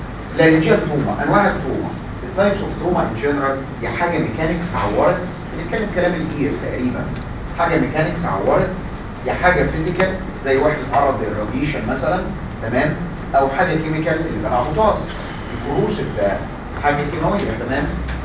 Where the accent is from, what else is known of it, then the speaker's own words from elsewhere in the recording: Egypt; عندنا في مصر الحقيقه مش الوير بتاع المركب